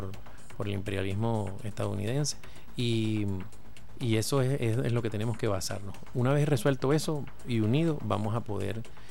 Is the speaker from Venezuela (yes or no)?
yes; Guayana, Venezuela; esto nació en Guayana, de donde vengo.